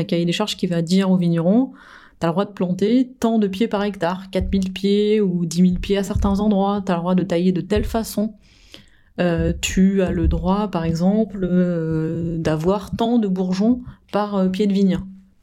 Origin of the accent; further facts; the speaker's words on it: France; Alors, en tant que bon français, on dirait faut favoriser le terroir.